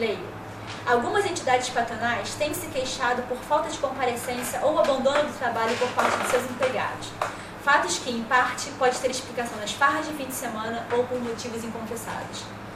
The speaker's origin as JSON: {"language": "Portuguese", "region": "Rio de Janeiro", "country": "Brazil", "tie": "born or raised there", "said": "Eu cresci no Rio de Janeiro, também uma sociedade extremamente desigual"}